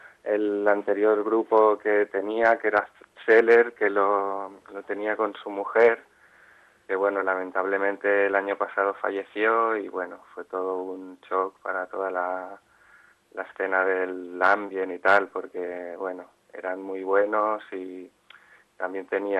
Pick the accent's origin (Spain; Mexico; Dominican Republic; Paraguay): Spain; Mollet del Vallès, Catalonia; un local cultural aquí en Mollet, en mi pueblo.